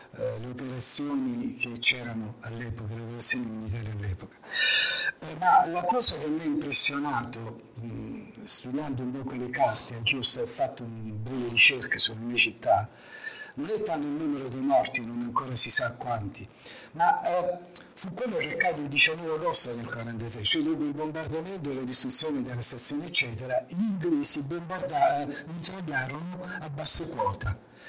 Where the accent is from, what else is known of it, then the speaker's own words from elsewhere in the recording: Foggia, Apulia, Italy; born there; Seconda premessa, io sono nato a Foggia. E Foggia fu bombardata dal maggio del 43 a settembre del 43.